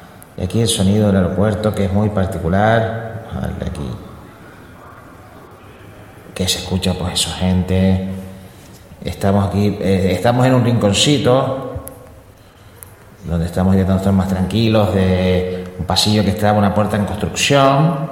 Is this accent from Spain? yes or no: yes; Canary Islands, Spain; Somos canarios, estamos a temperatura de 13 grados